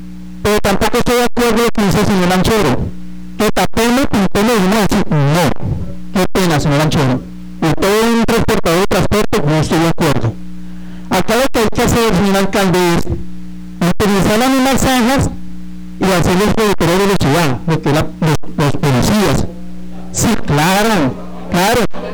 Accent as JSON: {"language": "Spanish", "town": "Flandes", "region": "Tolima", "country": "Colombia", "lives_now": "Chía, Colombia", "said": "Hombre, nosotros somos humanos, somos de Flandes, pero somos colombianos."}